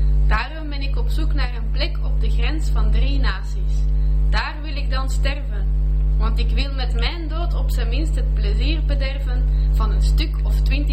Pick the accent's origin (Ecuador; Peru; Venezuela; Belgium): Belgium; Schriek, Flanders; Spanish is a second language; Yo vengo de Flandes, de un pequeño pueblo que se llama Schrik.